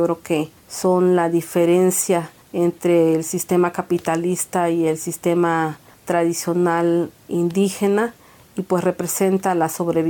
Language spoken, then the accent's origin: Spanish; Oaxaca, Mexico; Nosotros como oaxaqueños y como mexicanos no podríamos vivir sin el maíz.